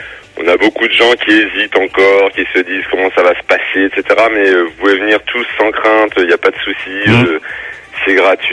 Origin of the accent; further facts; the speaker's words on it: Orléans, Centre-Val de Loire, France; nous on est originaire d'Orléans